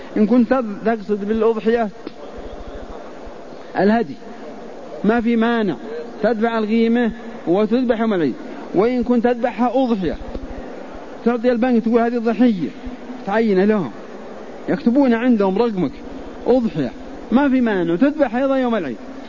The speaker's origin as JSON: {"language": "Arabic", "region": "Al-Qassim", "country": "Saudi Arabia", "said": "نحن الحقيقة قريب منكم، نحن نجي من القصيم بس لدروس الحرم في أيام الحج"}